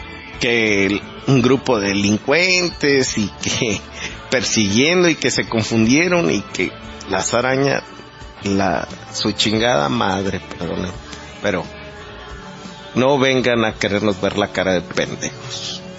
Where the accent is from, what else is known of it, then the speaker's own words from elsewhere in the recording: Mexico; nos dejarían sin personalidad jurídica como ciudadanos mexicanos